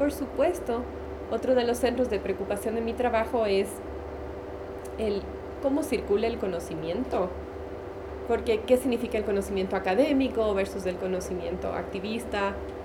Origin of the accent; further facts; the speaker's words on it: Quito, Pichincha, Ecuador; born there; also born or lived in United States; soy ecuatoriana quiteña de nacimiento, pero he vivido mucho tiempo entre Estados Unidos y Ecuador.